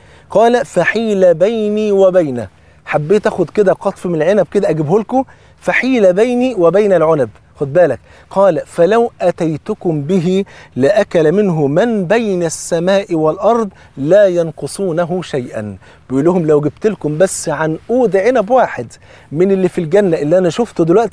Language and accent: Arabic; Egypt; وطبعا أنت عارفين الفول عندنا في مصر فرض عين